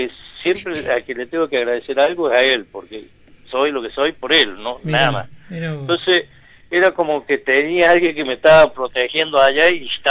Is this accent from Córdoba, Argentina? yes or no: yes; Unquillo, Córdoba, Argentina; yo me crié acá en Unquillo, en la casa del niño del padre Aguilera.